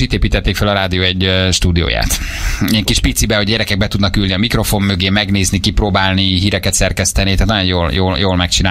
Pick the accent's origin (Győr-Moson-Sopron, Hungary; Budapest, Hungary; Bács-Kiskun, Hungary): Budapest, Hungary; Egy kicsit Akvinkum is vagyok. Hát harmadik kerület egyébként tényleg, szóval az így van.